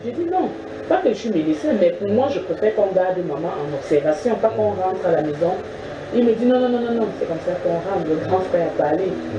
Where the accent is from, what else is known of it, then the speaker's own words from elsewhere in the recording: Yaoundé, Centre, Cameroon; Et je suis arrivée à Yaoundé parce que je suis née et grandie à Yaoundé. C'est le mariage qui m'a déporté ce doigt-là.